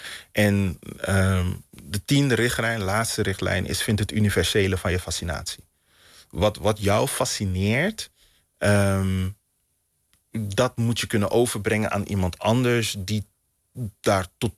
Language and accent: Dutch; Suriname; born there; Weet je, ik ben geboren 10.000 kilometer die kant op.